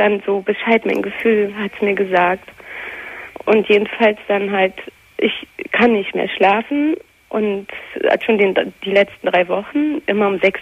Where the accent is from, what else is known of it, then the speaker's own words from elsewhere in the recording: Germany; born there; Ich bin in Deutschland geboren, nur meine Vorfahren halt nicht.